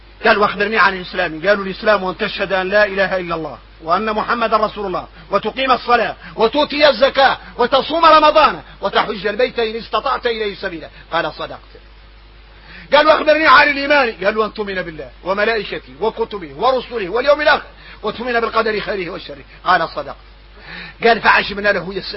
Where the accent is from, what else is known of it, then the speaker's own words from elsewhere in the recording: Mauritania; واحنا موريتاني عندنا عقلية خويسة